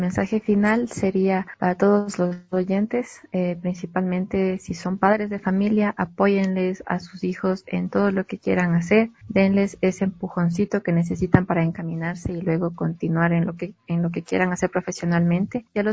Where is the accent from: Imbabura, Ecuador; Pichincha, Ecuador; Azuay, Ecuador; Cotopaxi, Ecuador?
Cotopaxi, Ecuador; Latacunga; yo soy de la Tacunga.